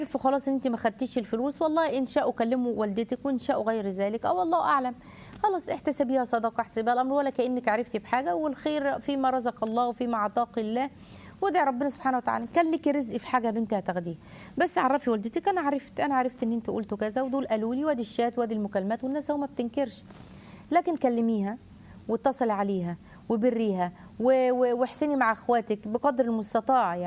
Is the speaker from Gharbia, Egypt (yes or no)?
yes; Tanta, Gharbia, Egypt; لا دي بلد الجامعة، أنا من طنطا